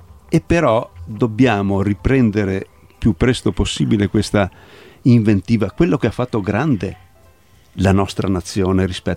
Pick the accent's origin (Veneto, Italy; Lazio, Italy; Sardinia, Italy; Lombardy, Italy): Veneto, Italy; delle nostre capacità come italiani, diciamo, e come veneti in particolare, vorrei dire.